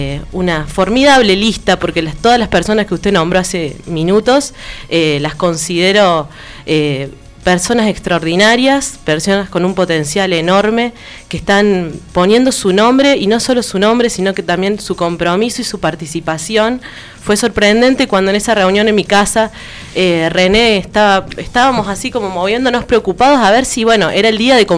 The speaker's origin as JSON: {"language": "Spanish", "town": "Huerta Grande", "region": "Córdoba", "country": "Argentina", "tie": "born or raised there", "said": "cuando empecé a integrar una comparsa en la plaza de mi pueblo, cuando empezamos a luchar por la vuelta del carnaval en Huerta Grande"}